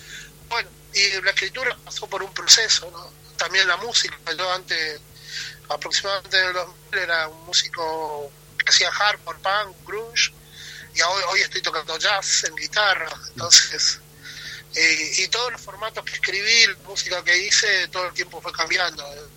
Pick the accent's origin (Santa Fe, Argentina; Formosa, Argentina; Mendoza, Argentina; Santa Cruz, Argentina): Formosa, Argentina; El Colorado; yo soy originario del Colorado, por una cuestión laboral estoy viviendo en otro pueblo que se... El Colorado queda al sur, la provincia de Formosa.